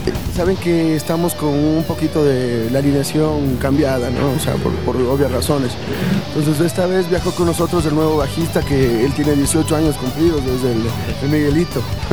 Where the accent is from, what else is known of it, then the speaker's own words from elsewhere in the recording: Ecuador; siempre dándonos la mano también como ecuatorianos